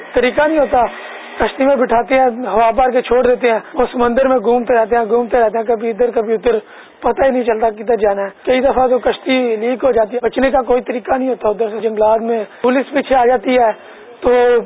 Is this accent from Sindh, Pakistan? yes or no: no; Gujrat, Punjab, Pakistan; میرا تعلق گجرات سے ہے